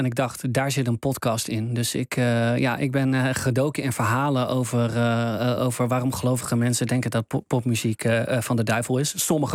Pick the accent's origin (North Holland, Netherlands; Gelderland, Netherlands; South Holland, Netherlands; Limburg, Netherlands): Gelderland, Netherlands; Wageningen; Ja, ik kom zelf uit Wageningen.